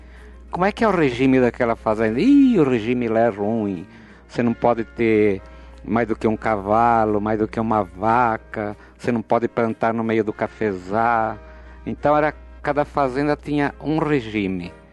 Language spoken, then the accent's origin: Portuguese; Botucatu, São Paulo, Brazil; also born or lived in São Manuel; E então nós somos da roça, fomos criados em São Manuel e Botucatu também, mas não na cidade. Uma fazenda pertencia a Botucatu, onde … nasceu, que sou eu.